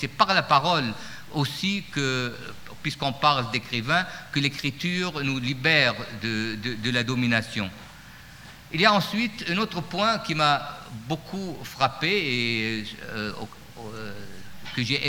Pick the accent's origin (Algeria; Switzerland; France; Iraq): Iraq; Baghdad, Baghdad Governorate; Quand j'étais enfant et adolescent à Bagdad